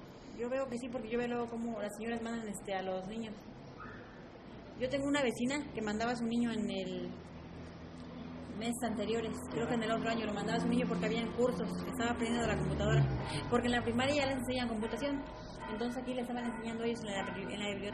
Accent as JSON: {"language": "Spanish", "region": "Puebla", "country": "Mexico", "tie": "born or raised there", "said": "No, desde que nací aquí en mi pueblo."}